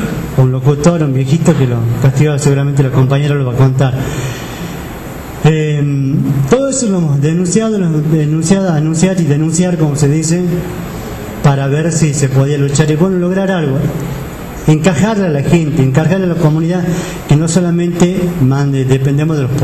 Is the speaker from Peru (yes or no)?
no; Santiago del Estero, Argentina; accent: Quichua; quería decir en quichua nuestro dialecto